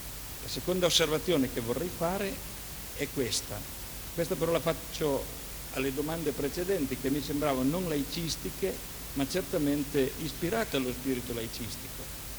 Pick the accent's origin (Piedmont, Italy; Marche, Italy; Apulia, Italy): Piedmont, Italy; Turin; sono di Torino. Io ritengo, sono cristiano